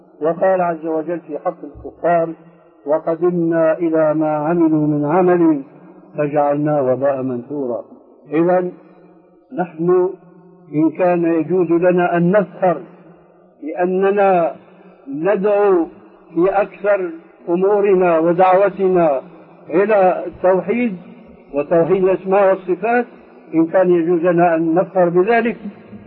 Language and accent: Arabic; Syria; كما يقول عندنا في الشام